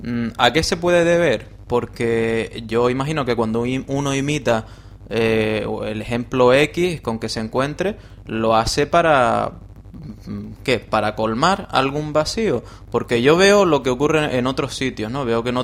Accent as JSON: {"language": "Spanish", "region": "Canary Islands", "country": "Spain", "said": "no somos, el ser canario no equivale al ser murciano"}